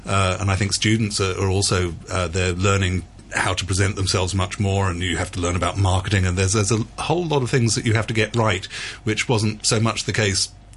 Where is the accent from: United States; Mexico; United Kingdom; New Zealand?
United Kingdom; England; accent: English; And so, especially with my wonderful English accent.